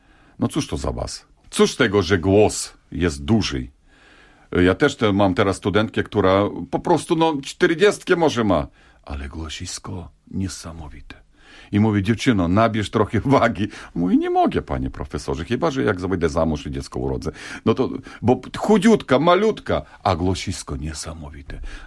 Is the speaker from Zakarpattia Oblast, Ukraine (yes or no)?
yes; Zakarpattia Oblast, Ukraine; Polish is a second language; Tam dostałem się do początkującego pedagoga, też z Zakarpacia, też z moich stron.